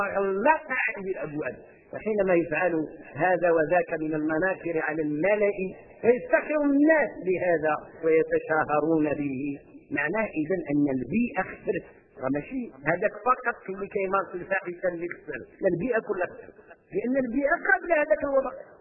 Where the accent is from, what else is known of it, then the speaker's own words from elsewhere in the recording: Morocco; عندنا في المغرب قصة مع القرآن سبحان الله العظيم